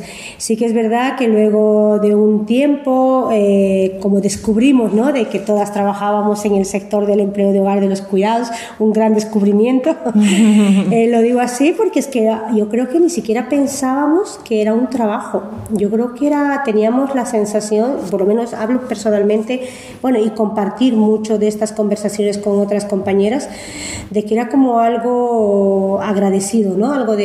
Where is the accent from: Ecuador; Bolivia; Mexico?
Bolivia; moved away; Entonces así nace ese encuentro para poder compartir como mujeres bolivianas, en inicio por identidad